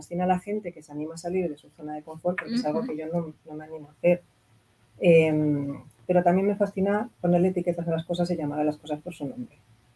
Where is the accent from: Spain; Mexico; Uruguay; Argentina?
Spain; Catalonia; Como catalana, como clase obrera, como persona que no cocina.